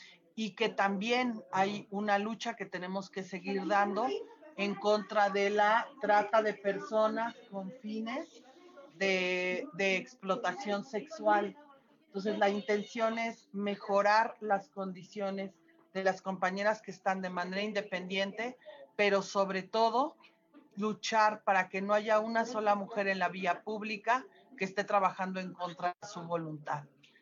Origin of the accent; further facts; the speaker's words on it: Mexico; entre nosotros como mexicanos